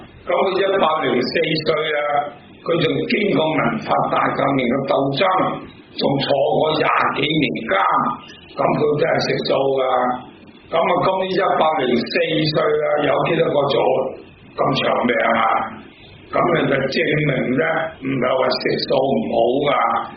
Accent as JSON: {"language": "Cantonese", "country": "Hong Kong", "tie": "born there", "said": "因為本身我係香港出世嘅，我喺灣仔揸啤度出世嘅，喺六角飯店背後出世嘅。"}